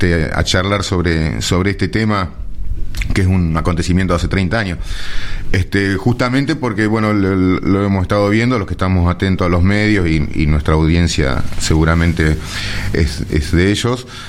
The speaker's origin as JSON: {"language": "Spanish", "country": "Argentina", "said": "¿Nosotros que somos argentinos?"}